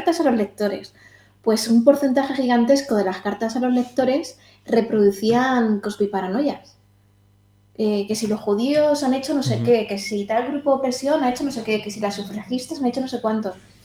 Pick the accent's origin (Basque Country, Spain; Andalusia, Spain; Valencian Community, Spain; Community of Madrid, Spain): Community of Madrid, Spain; Madrid; yo estoy en Carabanchel ahora mismo y vengo de Lavapiés, de un barrio que era tradicionalmente activista